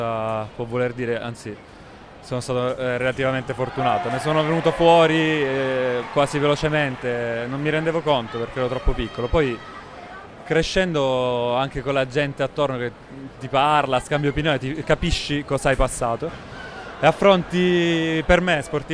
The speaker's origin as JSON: {"language": "Italian", "region": "Sicily", "country": "Italy", "said": "io sono un mangione, sono siciliano"}